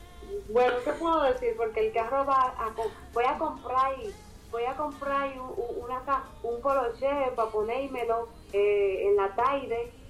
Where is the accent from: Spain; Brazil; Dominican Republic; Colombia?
Dominican Republic; accent: Dominican; A mí siempre me dicen que a mí se me nota mucho mi acento dominicano. Yo también noto bastante que soy dominicano en mi acento. Yo obviamente no lo noto porque yo siempre he hablado así.